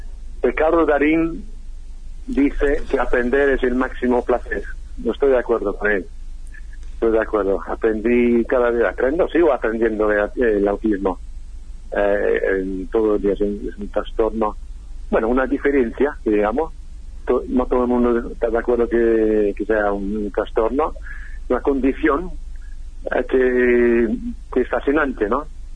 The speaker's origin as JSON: {"language": "Spanish", "country": "United Kingdom", "second_language": "Spanish", "lives_now": "Argentina", "said": "hay algunas cosas que son mejores en mi país, en el Reino Unido, que en Argentina, pero otras cosas que son peores."}